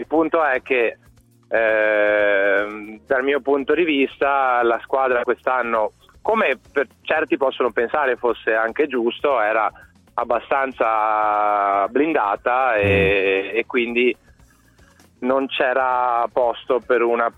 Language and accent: Italian; Treviso, Veneto, Italy; Io poi da trevigiano sai, sempre seguito il basket